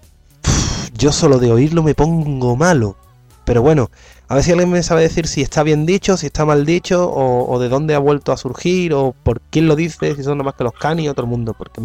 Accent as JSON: {"language": "Spanish", "region": "Valencian Community", "country": "Spain", "said": "yo soy valenciano"}